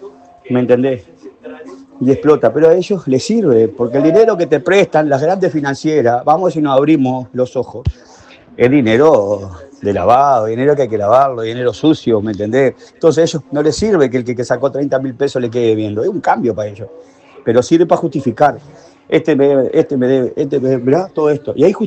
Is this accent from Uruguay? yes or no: yes; Uruguay; que el país somos los uruguayos.